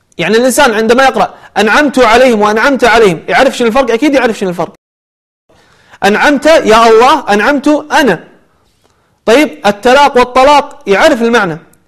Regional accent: Kuwait; أو عندنا بالكويت قير المقطوب عليهم قيري

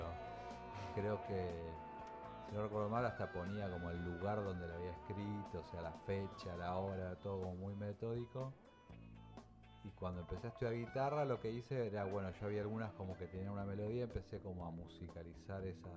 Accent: Monte Grande, Buenos Aires Province, Argentina; Yo nací, o sea, viví en Monte Grande y vivo ahora vivo a 8 cuadras de la casa de mis padres, digamos, de casa paterna.

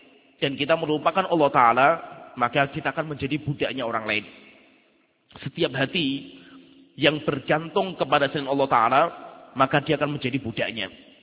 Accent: Salatiga, Central Java, Indonesia; saya sendiri orang Salatiga

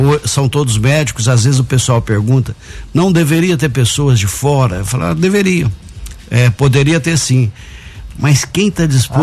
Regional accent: Guaxupé, Minas Gerais, Brazil; Eu sou de Guaxupé mesmo, natural de Guaxupé.

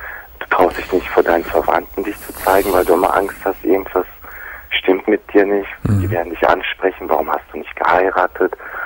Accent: Germany; Ich bin auch hier in Deutschland geboren, ja.

